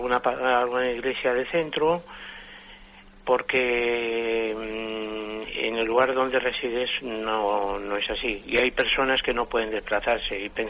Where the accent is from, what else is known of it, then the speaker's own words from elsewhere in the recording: Madrid, Community of Madrid, Spain; yo soy de Madrid, mire, luego le digo el motivo.